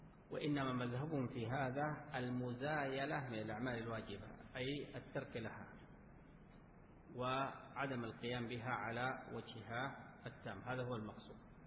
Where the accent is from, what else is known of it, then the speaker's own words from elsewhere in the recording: Sudan; حصل مواقف عندنا في السودان